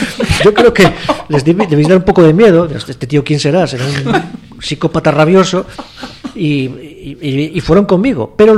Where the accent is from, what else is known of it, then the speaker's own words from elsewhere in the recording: Spain; yo también soy español